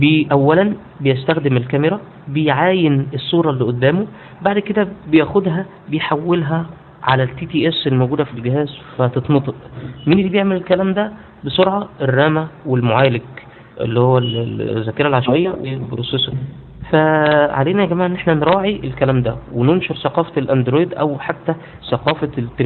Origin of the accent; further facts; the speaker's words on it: Egypt; وعملت مشكله مع الشركه كبيره قوي انا عندنا في مصر